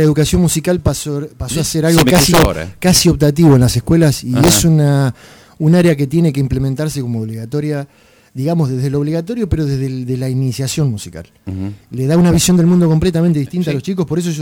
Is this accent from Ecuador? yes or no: no; Olavarría, Buenos Aires Province, Argentina; uno se haya ido del lugar donde se crió, si bien yo no nací acá, pero soy de Olavarría